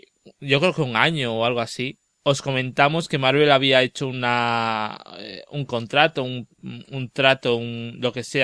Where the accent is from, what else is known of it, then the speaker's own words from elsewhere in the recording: Salamanca, Castile and León, Spain; de Salamanca